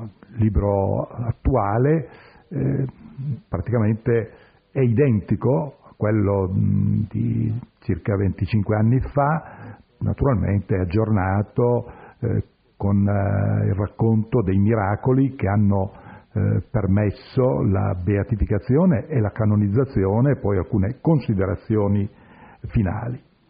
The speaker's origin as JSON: {"language": "Italian", "region": "Piedmont", "country": "Italy", "said": "provincia di Alessandria, che è anche la mia provincia di origine."}